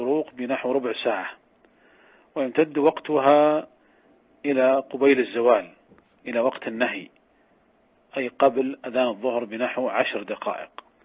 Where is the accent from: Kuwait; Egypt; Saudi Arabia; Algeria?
Saudi Arabia; قد كانت قديما عندنا في المملكة العربية السعودية